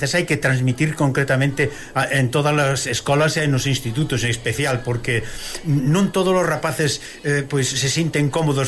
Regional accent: Galicia, Spain; Exactamente, que somos galegos.

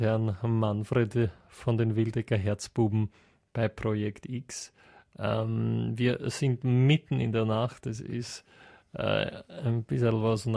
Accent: Austria; Nämlich schon bei uns in Österreich hervorragend, wenn man die Stadthalle ausverkauft, ja?

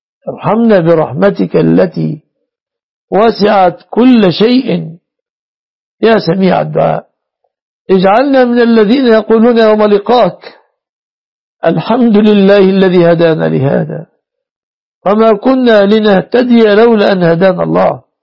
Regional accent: Egypt; احفظنا واحفظ بلادنا مصر وسائر بلاد المسلمين

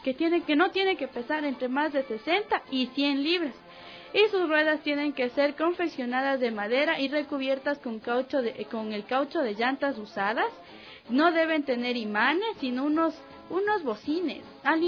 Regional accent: Quito, Pichincha, Ecuador; Quiteño que se respeta, y como quiteña que se respeta, le encanta la chicha y bailar con orquesta.

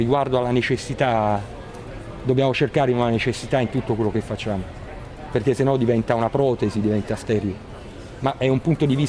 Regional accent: Caserta, Campania, Italy; sono cresciuto in quel territorio, che sono cresciuto veramente nella bellezza, perché sono cresciuto dietro a Reggia di Caserta, tutta la mia infanzia è stata lì dentro

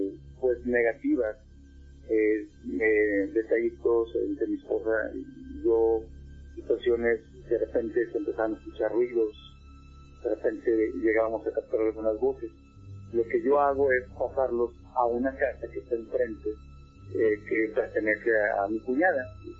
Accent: Monterrey, Nuevo León, Mexico; Yo soy de Monterrey, Nuevo León.

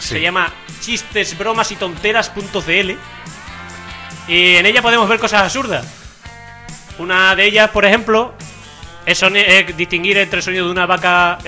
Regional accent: Spain; yo soy español y a mí me gustan más los tonos españoles.

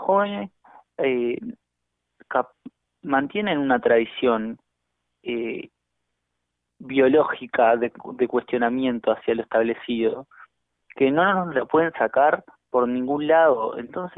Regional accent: Montevideo, Uruguay; en particular yo soy de La Teja, estábamos con los compañeros acá en La Teja

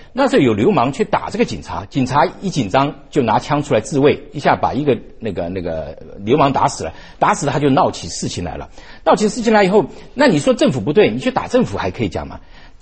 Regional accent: Taiwan; 台八子其实就是我们台湾话叫做砍桥啊，

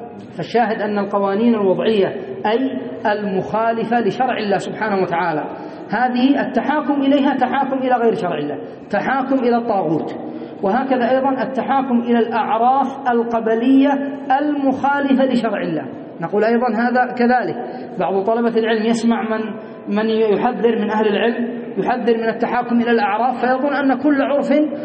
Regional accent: Yemen; مثلا عندنا في اليمن يدرسون القانون

